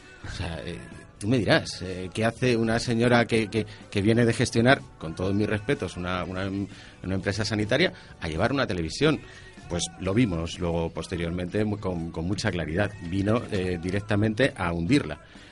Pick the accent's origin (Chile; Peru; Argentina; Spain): Spain; Community of Madrid; Y por otro lado, y en tercer lugar, somos madrileños.